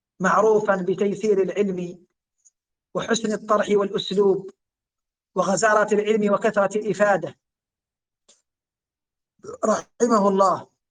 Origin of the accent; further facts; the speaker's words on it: Yemen; عندنا في اليمن،